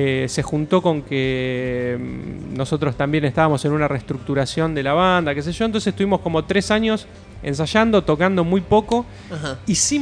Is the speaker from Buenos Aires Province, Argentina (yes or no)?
yes; Avellaneda, Buenos Aires Province, Argentina; somos en mayoría de Avellaneda, de Sarandí